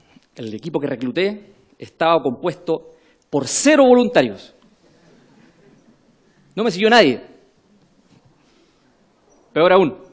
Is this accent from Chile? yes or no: yes; Temuco, Araucanía, Chile; accent: Temuco; Yo soy nacido y criado en la ciudad de Temuco, en el sur de Chile, y espero que mi acento temuquense no me prohíba de poder comunicarme con ustedes.